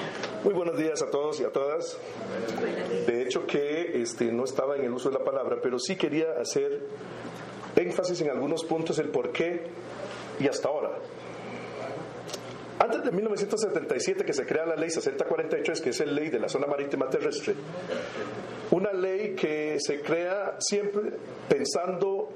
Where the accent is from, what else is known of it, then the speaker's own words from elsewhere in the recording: Costa Rica; como cualquier costarricense más de la meseta central